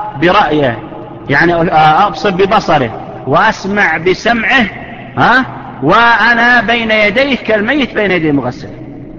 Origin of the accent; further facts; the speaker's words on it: Saudi Arabia; وحنا تعرفون احنا يا سعودية هذا الوزراء ما احنا زين اخواننا الاماراتيين والعمانيين ما شاء الله عليهم